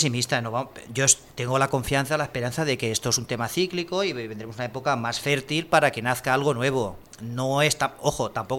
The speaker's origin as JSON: {"language": "Spanish", "town": "Burjassot", "region": "Valencian Community", "country": "Spain", "said": "yo soy de Burjasot, me vi Burjasot llena de pintadas"}